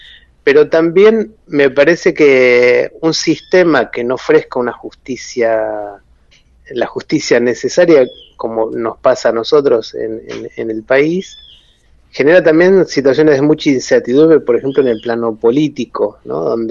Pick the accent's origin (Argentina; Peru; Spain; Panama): Argentina; Buenos Aires; born there; yo soy de la clase media porteña, yo nací en Buenos Aires, en el barrio de Caballito